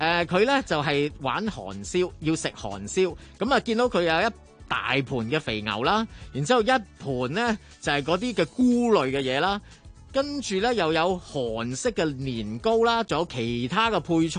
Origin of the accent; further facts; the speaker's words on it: Hong Kong; 我系香港人。